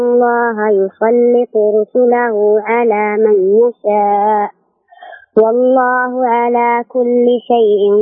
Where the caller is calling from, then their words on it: Jazan, Jazan Province, Saudi Arabia; من جازان.